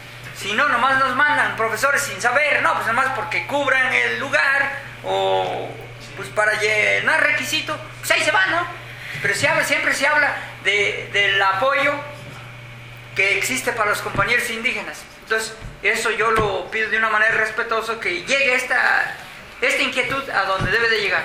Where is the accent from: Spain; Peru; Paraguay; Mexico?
Mexico; Puebla; Mire, así yo vengo del estado de Puebla, la Sierra Negra de la región de Tehuacán